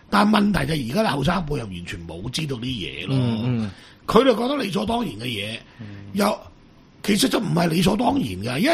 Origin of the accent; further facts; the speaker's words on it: Macau; 我哋澳門人都未鬧過死人太卓爾啦。